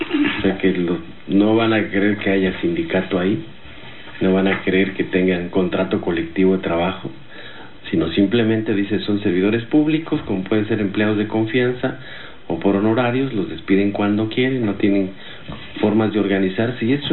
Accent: Mexico; las garantías para que tengamos las necesidades básicas como mexicanos.

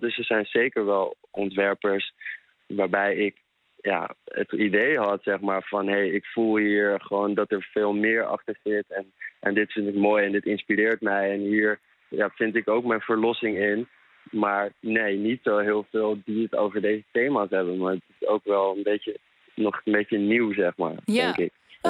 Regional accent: Amsterdam, North Holland, Netherlands; Ja, zeker. Ik ben opgegroeid in Amsterdam.

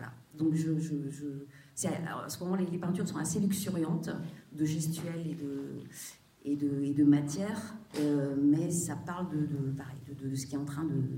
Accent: Auvergne-Rhône-Alpes, France; also born or lived in Saint-Étienne / Paris; d'avoir fait mes études à Saint-Étienne, parce que je suis native de Haute-Loire, dans un milieu paysan, mes parents étaient agriculteurs, donc le fait d'avoir quitté la ferme et d'être allée à Saint-Étienne, donc faire mes études, puis rentrer aux Beaux-Arts

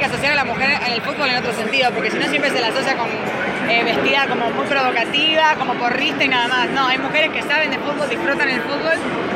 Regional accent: Buenos Aires, Argentina; Soy de Capital Federal, del barrio Caballito, y llegué a Moscú el 16, el 12.

